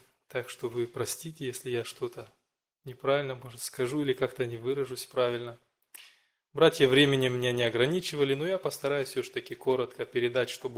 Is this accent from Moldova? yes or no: yes; Hincesti, Hîncești District, Moldova; я из Молдавии, церковь маленького городка Хинчешты, бывший Котовский.